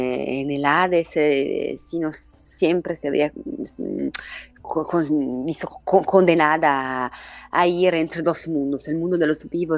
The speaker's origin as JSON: {"language": "Spanish", "country": "Italy", "said": "soy filóloga, pero sobre todo soy italiana."}